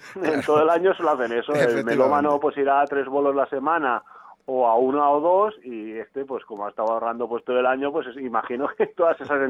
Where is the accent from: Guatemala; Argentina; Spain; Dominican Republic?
Spain; Barcelona, Catalonia; como gran parte de la gente que ha nacido y crecido en Barcelona está harta de la situación esta, pues nosotros